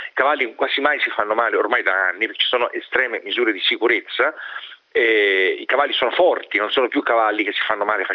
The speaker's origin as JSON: {"language": "Italian", "town": "Siena", "region": "Tuscany", "country": "Italy", "said": "Io da senese lo dico"}